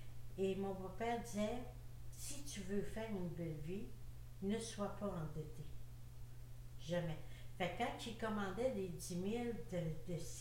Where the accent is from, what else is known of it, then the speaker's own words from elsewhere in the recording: Sainte-Brigitte-de-Laval, Quebec, Canada; Non, moi, je venais de Sainte-Brigitte-de-la-Val.